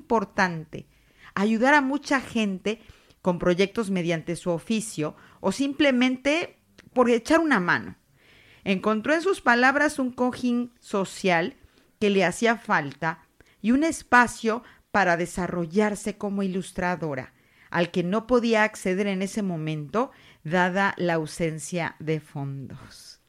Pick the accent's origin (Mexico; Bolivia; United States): Mexico; now in Zaragoza, Spain; cuando yo llegaba aquí a esta tierra, a Zaragoza, y para mí todo era nuevo, todo era diferente a mi cultura de origen, yo soy mexicana